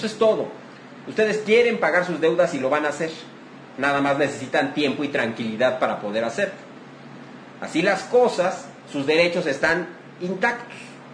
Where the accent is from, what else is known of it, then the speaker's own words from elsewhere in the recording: Mexico; es lo que tenemos que hacer ya como mexicanos